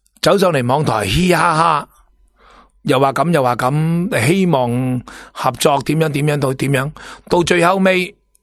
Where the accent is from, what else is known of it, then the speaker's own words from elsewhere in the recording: Hong Kong; 唔系我哋香港人